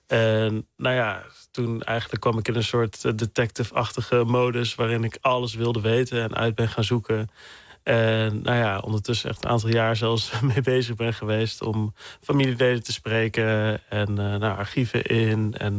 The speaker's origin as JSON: {"language": "Dutch", "town": "Loon op Zand", "region": "North Brabant", "country": "Netherlands", "said": "Dus ja, wat kinderen in Loon op Zand kregen. Het dorp naast Zwankapelle waar ik vandaan kwam."}